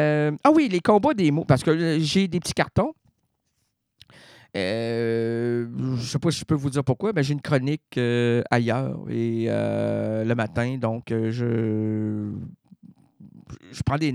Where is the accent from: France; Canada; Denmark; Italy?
Canada; Quebec; Chez nous au Québec, c'est du foin.